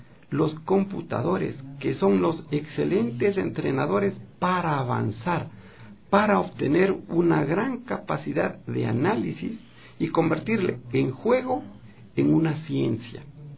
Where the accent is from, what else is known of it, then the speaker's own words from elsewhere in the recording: Ecuador; soy el único ecuatoriano con un puntaje tan alto